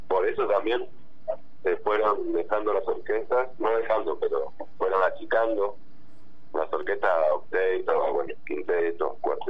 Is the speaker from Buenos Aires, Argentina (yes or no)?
yes; Buenos Aires, Argentina; born there; Sí, nací en Buenos Aires, en zona norte.